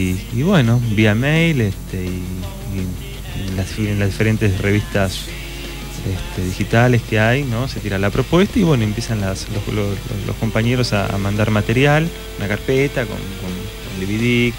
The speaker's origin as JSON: {"language": "Spanish", "town": "Pilar", "region": "Buenos Aires Province", "country": "Argentina", "said": "Bueno, nosotros somos de Pilar. Hace unos años que hacemos teatro."}